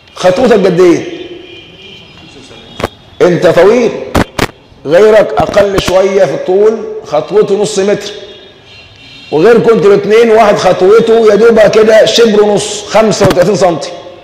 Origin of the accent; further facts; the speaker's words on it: Egypt; حتى عندنا كمصريين دمنا خفيف، عندنا إفهات كثيرة